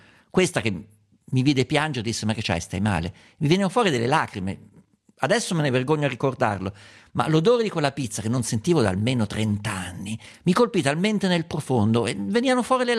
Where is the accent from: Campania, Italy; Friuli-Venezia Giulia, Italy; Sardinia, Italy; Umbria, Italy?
Umbria, Italy; volli tornare dalle mie parti arcaiche sotto Pasqua e mi avventurai su per la salita che da Spello va verso il culmine del Subasio e scende verso Assisi.